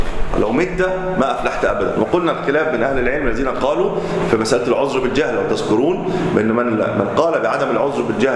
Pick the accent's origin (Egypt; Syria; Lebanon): Egypt; وهذه الطامة الكبرى التي نقع فيها ليلا نهار وذات عندنا في مصر